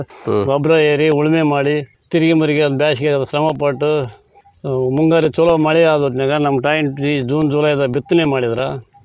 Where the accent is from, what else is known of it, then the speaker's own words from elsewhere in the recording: Kudremoti, Karnataka, India; ಸ್ವಂತ ಊರು ಸರ್, ಕುದುರೆಮೋತಿ.